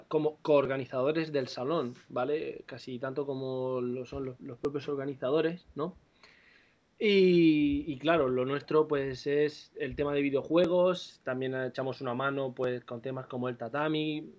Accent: Mula, Region of Murcia, Spain; cuando vivía en mi pueblo, en Mula, ¿no?, en un sitio donde no se hacía nada, por no haber, no hay ni avispas para que te piquen

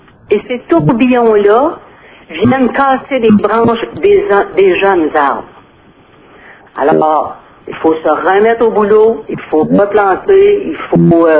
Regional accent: Malartic, Quebec, Canada; J'étais tellement fière de dire, nous autres, chez nous, à Malartic

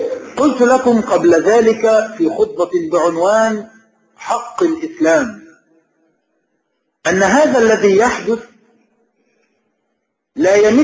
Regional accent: Egypt; فهم يعيشون معنا في بلادنا مصر وهي بلد إسلامي

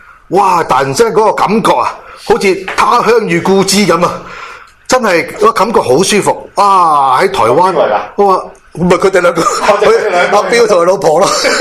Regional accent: Hong Kong; now in Taichung, Taiwan; 我哋香港人台中香港人呢个 group

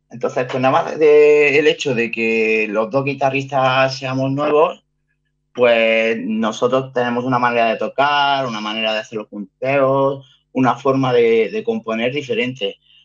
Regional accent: Granada, Andalusia, Spain; yo soy granadino y yo subí aquí a Guipúzcoa a buscarme la vida.

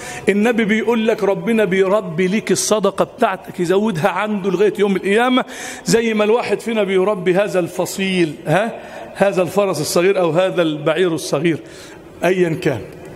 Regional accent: Egypt; اللهم اجعل بلدنا مصر أمنا أمانا سخاء رخاء

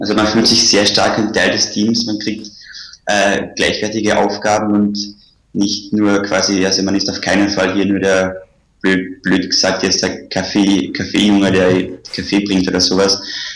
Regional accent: Carinthia, Austria; moved away; also born or lived in Vienna; Also ich komme ursprünglich aus Kärnten und bin dann nach Wien gezogen.

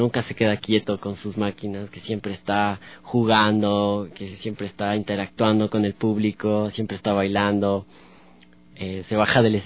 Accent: Tulcán, Carchi, Ecuador; Yo vengo de Tulcán, de la provincia del Carchi, entonces vengo de otros aires, de otra información, claro.

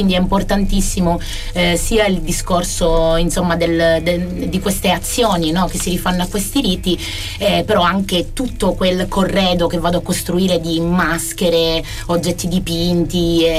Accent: Rosolini, Sicily, Italy; Esatto, dal mio paese, Rosolini, si può arrivare tranquillamente a piedi come facevano i vecchi fino agli anni 50, a Ispica.

